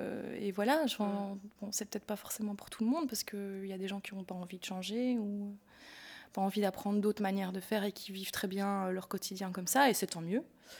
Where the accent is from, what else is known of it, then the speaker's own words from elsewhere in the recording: Belgium; C'est des choses qu'on pourrait utiliser chez nous, en Belgique, dans un climat différent, en l'adaptant, voilà.